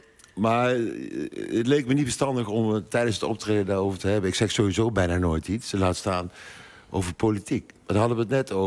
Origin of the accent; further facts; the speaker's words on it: Nijmegen, Gelderland, Netherlands; ik kom uit Nijmegen. Dat is een anarchistische stad in de jaren 70.